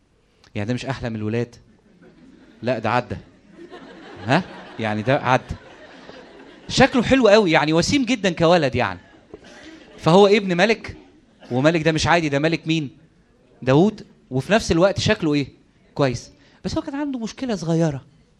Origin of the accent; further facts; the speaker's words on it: Egypt; ده احنا كمصريين ما عندناش قيمة للوقت الحقيقة